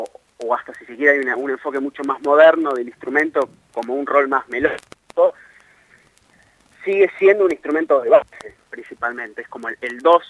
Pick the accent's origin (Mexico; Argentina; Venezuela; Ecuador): Argentina; Soy argentino